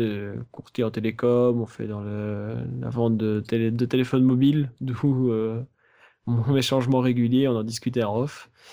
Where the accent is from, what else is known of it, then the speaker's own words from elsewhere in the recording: Belgium; Donc j'ai 27 ans, je suis belge, ça on l'aura deviné.